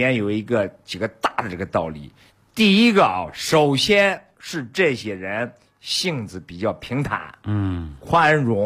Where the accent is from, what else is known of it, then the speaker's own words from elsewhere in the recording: Beijing, China; 在这里我要夸一下我们北京人